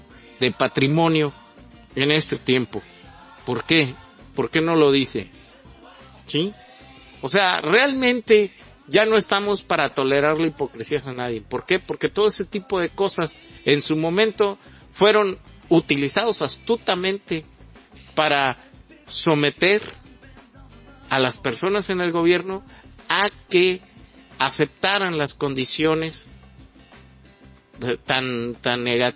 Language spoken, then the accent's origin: Spanish; Mexico; porque creo que a veces todo el problema es que no nos logramos aceptar como mexicanos.